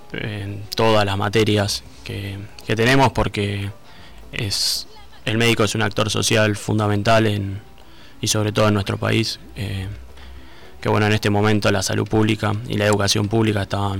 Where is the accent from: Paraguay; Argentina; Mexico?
Argentina; Bahía Blanca, Buenos Aires Province; Yo soy de acá, de Bahía Blanca, y me fui a estudiar allá a Buenos Aires medicina.